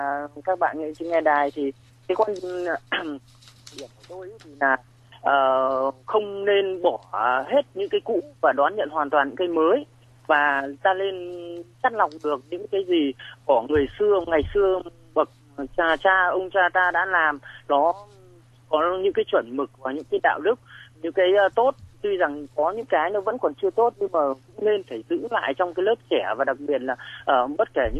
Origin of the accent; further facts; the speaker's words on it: Hưng Yên, Vietnam; Không, quê mình ở Hưng Yên.